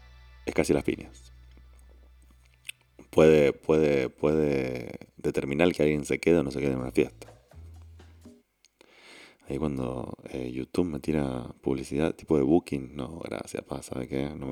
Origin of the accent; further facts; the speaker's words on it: Argentina; porque somos argentinos